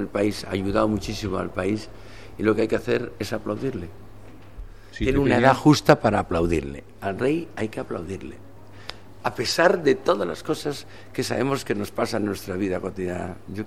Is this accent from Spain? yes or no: yes; Spain; continuamente estamos diciendo a la vida que somos españoles, pero de una manera natural